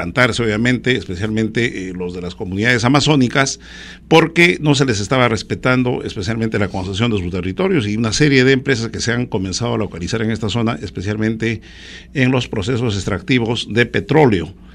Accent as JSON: {"language": "Spanish", "region": "Huancavelica", "country": "Peru", "said": "Yo soy de Huancavelica."}